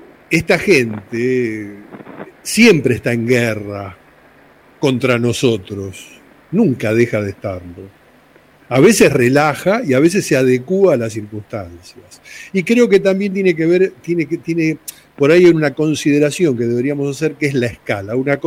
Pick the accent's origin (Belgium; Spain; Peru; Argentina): Argentina; vengo como ciudadano, como argentino, como persona común